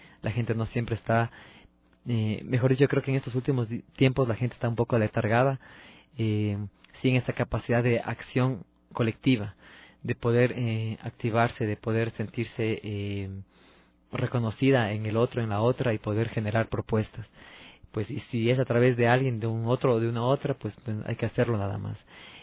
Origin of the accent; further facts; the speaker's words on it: Cuenca, Azuay, Ecuador; now in Quito, Ecuador; Yo, bueno, no soy quiteño, yo soy de la ciudad de Cuenca, vivo aquí ya un par de años.